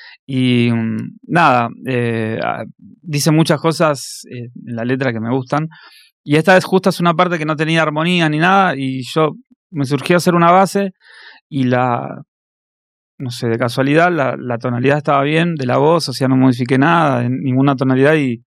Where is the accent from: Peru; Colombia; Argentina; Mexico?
Argentina; La Matanza, Buenos Aires Province; Soy de La Matanza.